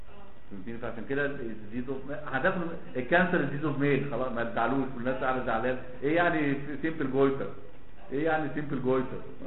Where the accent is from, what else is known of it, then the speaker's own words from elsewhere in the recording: Alexandria, Alexandria Governorate, Egypt; now in Cairo, Egypt; احنا اساسا من اسكندريه انا عايش في القاهره